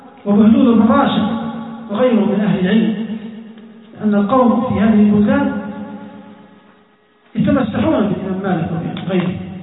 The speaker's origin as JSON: {"language": "Arabic", "country": "Libya", "said": "حتى في بلادنا ليبيا"}